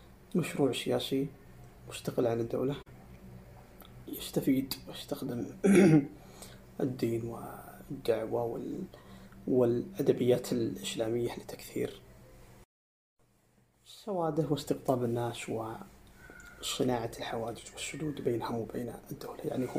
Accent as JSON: {"language": "Arabic", "country": "Saudi Arabia", "said": "ما هي التيارات اللي عندنا في السعودية؟"}